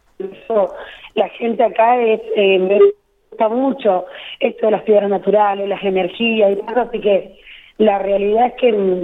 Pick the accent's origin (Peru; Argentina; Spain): Argentina; Ingeniero Jacobacci, Río Negro; now in La Pampa, Argentina; Yo vengo de una provincia de Río Negro, soy de un pueblito muy chiquito, y de Ingeniería Jacobacci